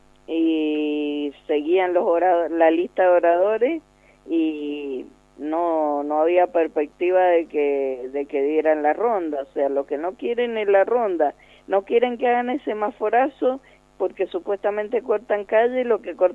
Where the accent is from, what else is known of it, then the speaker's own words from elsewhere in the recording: Mendoza, Argentina; soy de Mendoza, de la agrupación 9 de abril, soy docente